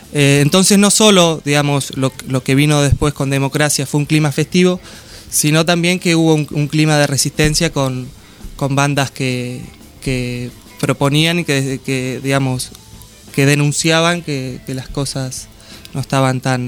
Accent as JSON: {"language": "Spanish", "country": "Argentina", "said": "que digamos que las tenemos en nuestro inconsciente rockero como argentinos"}